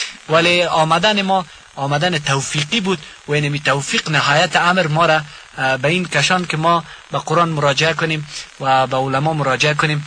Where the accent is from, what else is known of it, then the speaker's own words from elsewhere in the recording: Ghazni, Afghanistan; ما از غزنی هستیم، از پشتون های غزنی هستیم